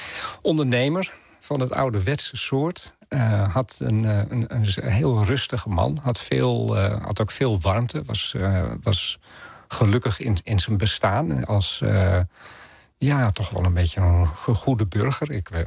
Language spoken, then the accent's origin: Dutch; Groningen, Netherlands; Ik groeide zelf op in Groningen